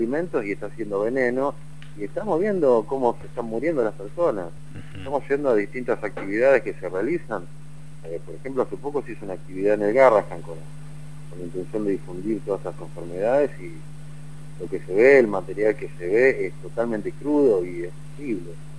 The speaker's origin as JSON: {"language": "Spanish", "country": "Argentina", "said": "somos todos los argentinos los que nos estamos alimentando a base de transgénicos"}